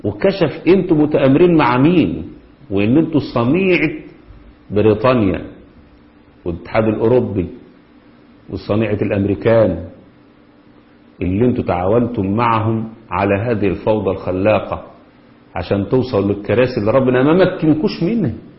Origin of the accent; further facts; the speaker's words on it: Kafr El Gedid, Dakahlia, Egypt; في القرية اللي احنا فيها اسمها الكفر الجديد قريتنا،